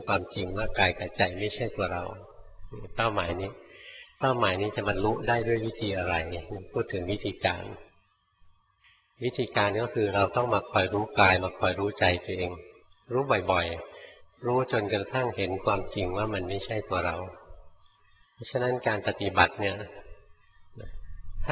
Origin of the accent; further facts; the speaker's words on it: Bangkok, Thailand; หลวงพ่อเป็นคนกรุงเทพเกิดในกรุงเทพนะโตอยู่ในกรุงเทพจนแก่อยู่ในกรุงเทพแล้วไปบวชอยู่เมืองการ